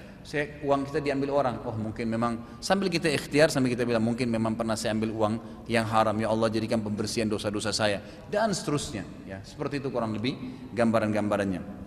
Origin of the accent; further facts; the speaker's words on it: South Sulawesi, Indonesia; saya dari Sulawesi Selatan dan paman saya juga dari kami dari tinggal di sana dan nenek saya banyak dari turunan Bugis